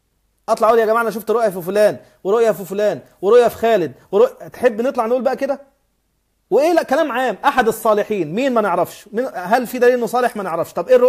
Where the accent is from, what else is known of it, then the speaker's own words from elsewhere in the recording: Upper Egypt, Egypt; أنا قبيلتي، أنا راجل صعيدي، قبيلتي بني سليم، وأبي جدتي من الأشراف من آل جعفر بن أبي طالب.